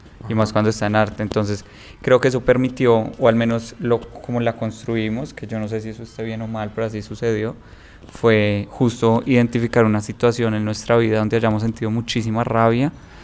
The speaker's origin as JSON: {"language": "Spanish", "region": "Bogotá", "country": "Colombia", "said": "yo no soy de acá, yo soy de Bogotá"}